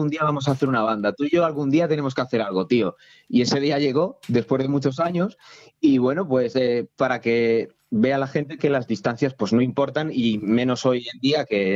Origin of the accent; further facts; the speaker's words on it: Méntrida, Castilla-La Mancha, Spain; mi pueblo de Méntrida, en Toledo, al norte de Toledo